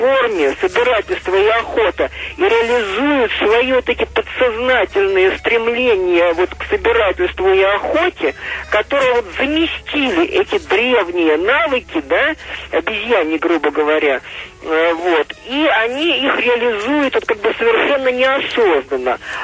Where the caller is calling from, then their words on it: Volgograd, Volgograd Oblast, Russia; Да, я из Волгограда.